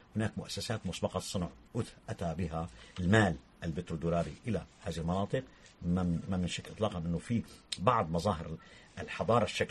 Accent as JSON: {"language": "Arabic", "country": "Syria", "said": "طيب احنا عندنا بسوريا في معارضه وطنيه"}